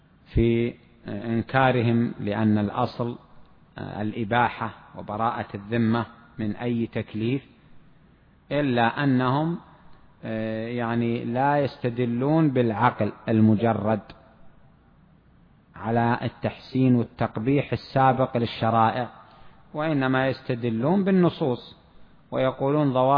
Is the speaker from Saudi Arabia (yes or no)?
yes; Saudi Arabia; عندنا في السعودية هنا معناه بعتك بألف ريال